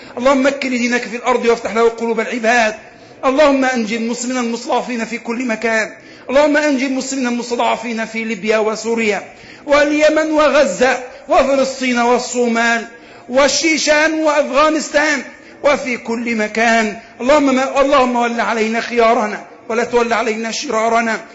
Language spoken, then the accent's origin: Arabic; Egypt; اللهم اجعل بلدنا مصر آمنة مطمئنة